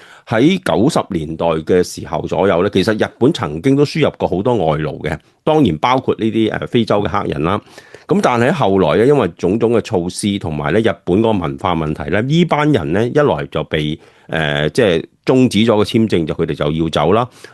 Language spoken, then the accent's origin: Cantonese; Hong Kong; 你唔好以為日本咧，我哋香港人個個以為去温泉浸